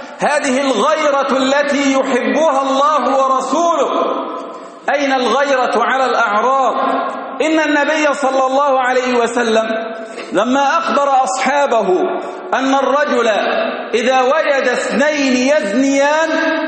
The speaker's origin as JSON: {"language": "Arabic", "town": "Kerdasa", "region": "Giza Governorate", "country": "Egypt", "tie": "born or raised there", "said": "هذا يحدث في بلدتنا في كرداسة،"}